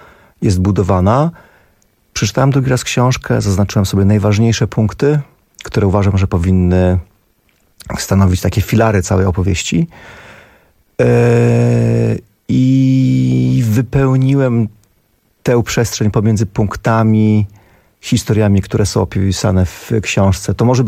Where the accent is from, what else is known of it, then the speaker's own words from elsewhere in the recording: Białystok, Podlaskie Voivodeship, Poland; Ja pochodzę z Białegostoku, więc on jest ode mnie parę lat starszy.